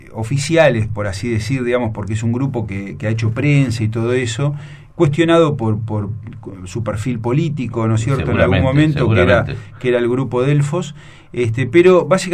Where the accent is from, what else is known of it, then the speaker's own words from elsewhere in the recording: Mar del Plata, Buenos Aires Province, Argentina; Un día voy a Mar del Plata, yo soy de Mar del Plata, voy a la casa de mis viejos